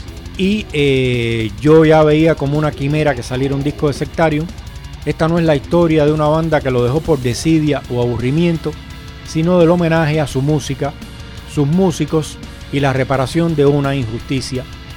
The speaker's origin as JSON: {"language": "Spanish", "country": "Cuba", "said": "lo que entiendo yo, que soy cubano, por música cubana."}